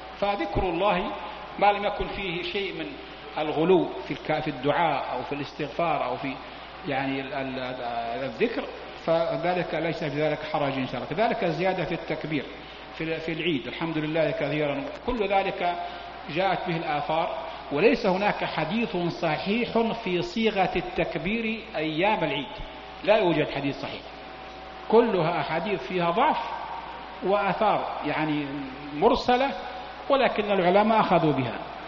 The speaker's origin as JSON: {"language": "Arabic", "town": "Mecca", "region": "Makkah Province", "country": "Saudi Arabia", "said": "مكة عندنا في مكة نفس الشيء، تأتي السيول ونحن نغرق في شبر ماء"}